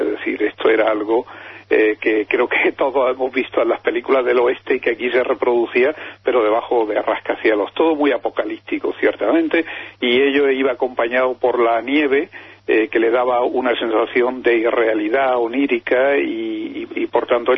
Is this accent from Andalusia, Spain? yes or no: yes; Andalusia, Spain; en el Mediterráneo, y yo soy andaluz en particular